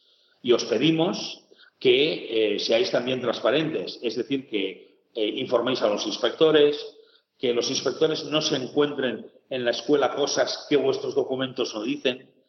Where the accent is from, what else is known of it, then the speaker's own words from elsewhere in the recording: Catalonia, Spain; yo soy catalán, pero me he casado con una navarra